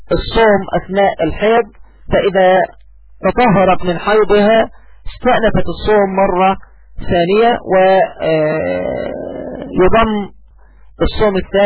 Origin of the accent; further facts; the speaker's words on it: Egypt; يعني أقول بالمعنى الدارج عندنا كمصريين